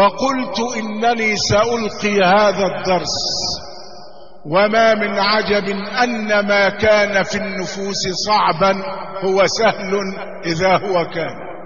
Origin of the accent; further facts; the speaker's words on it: Shubrakhit, Beheira, Egypt; born there; ولدت في مدينة شبرا خيت من محافظة البحيرة. ولدت في أسرة متوسطة الحال من بين 8 إخوة